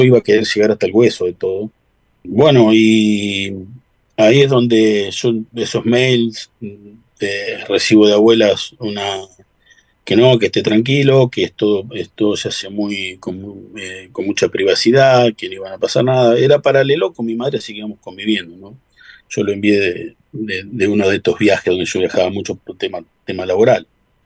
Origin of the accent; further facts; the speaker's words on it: Las Rosas, Santa Fe, Argentina; also born or lived in Rosario; Cuando regreso que hago un regreso desde de Rosario a mi pueblo, a Las Rosas.